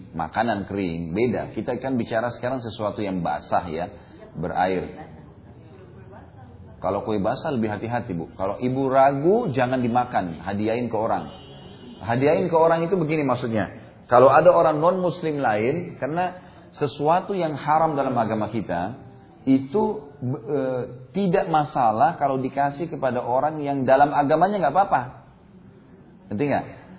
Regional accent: South Sulawesi, Indonesia; born there; Saya lihat dulu kalau di Sulawesi Selatan ya, kalau di daerah saya lahir dulu

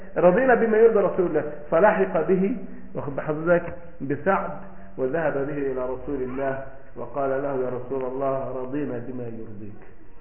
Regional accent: Egypt; هذا مثلا عندنا في مصر

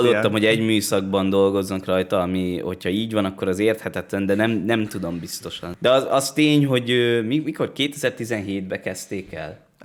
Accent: Hungary; now in Budapest, Hungary; De cserébe, amikor itt vagyunk Budapesten, akkor azt mondhatják ránk, hogy micsoda büdös okádék, punkó vidékiek vagyunk, és amikor lemegyünk vidékre haza, akkor meghallgathatjuk, hogy milyen ocsmány pesti bunkók lettetek.

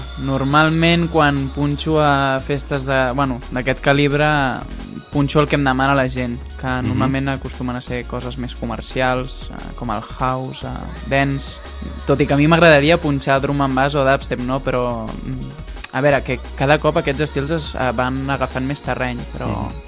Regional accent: Mataró, Catalonia, Spain; now in Molins de Rei, Spain; Visc en Molins de Rei actualment pels estudis, però sóc de Mataró.

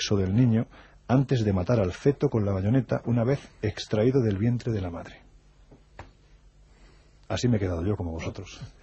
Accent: Andalusia, Spain; Yo que soy andaluz, con mucha gracia, a lo mejor te lo cuento.

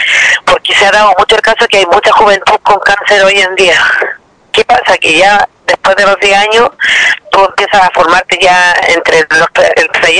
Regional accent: Quintero, Valparaíso, Chile; Yo soy nacida y criada acá en Quintero, 35 años, y mis hijos igual.

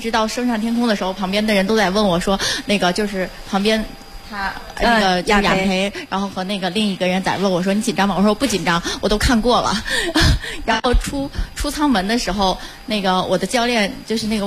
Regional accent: Tianjin, China; 我是天津的。

